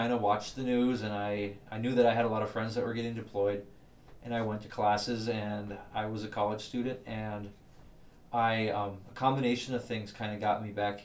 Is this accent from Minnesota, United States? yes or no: yes; Sabin, Minnesota, United States; also born or lived in Fargo / Georgetown; Okay, I was born in Sabin, or I was born in Fargo. I lived in, grew up in Sabin, and for the final 2 years or so of high school, I lived with my dad in Georgetown